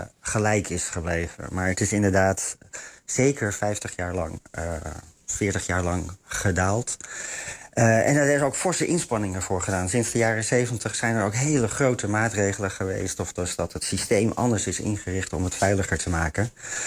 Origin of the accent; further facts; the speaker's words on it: Netherlands; Dus ik kan alleen maar als Nederlander anekdotisch spreken dat ik ze heel veel zie.